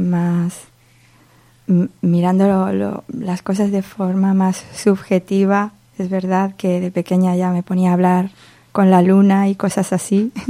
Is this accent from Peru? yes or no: no; Socuéllamos, Castilla-La Mancha, Spain; Soy muy de Socuéllamos. Lo quiero mucho.